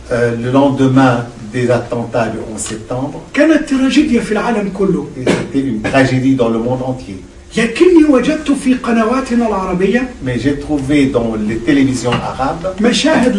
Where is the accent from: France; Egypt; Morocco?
Egypt; Ma sœur était chez nous en Égypte trois mois plus tôt.